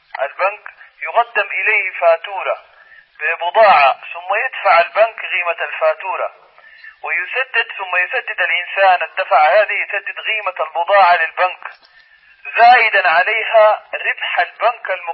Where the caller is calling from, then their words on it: Mecca, Makkah Province, Saudi Arabia; يا شيخ أنا أحدثك من مكة المكرمة.